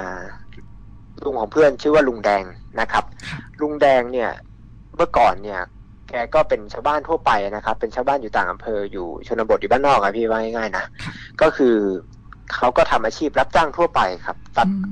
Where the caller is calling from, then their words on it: Phrae, Thailand; ผมโทรมาจากจังหวัดแพร่ครับ